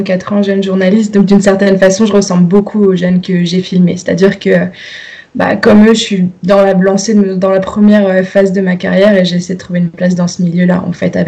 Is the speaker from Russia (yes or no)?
no; Nouvelle-Aquitaine, France; j'ai grandi en Dordogne dans un bled. Ensuite, je suis allée à Sciences Po à Bordeaux pendant 4 ans. Ensuite, je suis allée à l'ESJ Lille